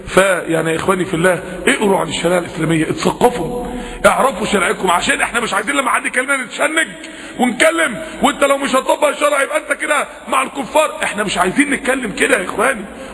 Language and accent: Arabic; Egypt; احنا الاتنين مصريين واحنا الاتنين مسلمين